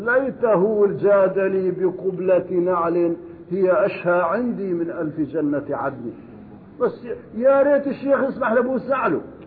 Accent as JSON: {"language": "Arabic", "country": "Syria", "tie": "born or raised there", "lives_now": "Kuwait", "said": "كان جاءني في قريتي في سوريا، شيخ كبير يأتي هنا يتردد على الكويت، وزارني في قريتي هناك"}